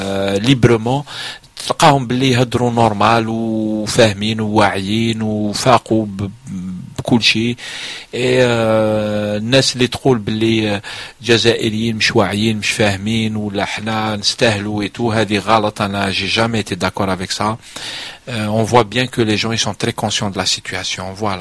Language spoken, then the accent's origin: French; Algeria; Nous on est loin, on est des Algériens, et on a aussi nos problèmes.